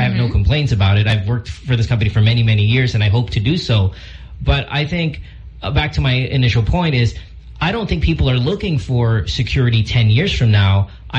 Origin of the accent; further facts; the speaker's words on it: Philippines; growing up in the Philippines, I never really cared, like, oh, where am I going to be in 10 years here?